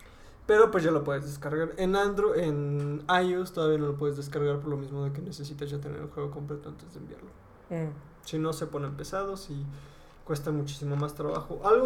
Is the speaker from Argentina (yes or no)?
no; Mexico; No por ser mexicanos tiene que tener colores